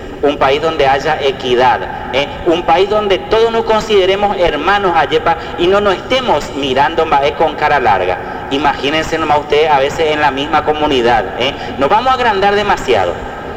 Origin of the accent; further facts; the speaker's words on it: Argentina; soy argentino 100%. … realmente amo a mi país